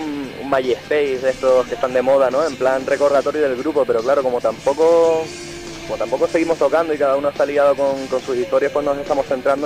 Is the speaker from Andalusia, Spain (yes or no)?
no; Playa Honda, Canary Islands, Spain; los amigos de toda la vida, ¿no? Con los que crecimos ahí en Playa Onda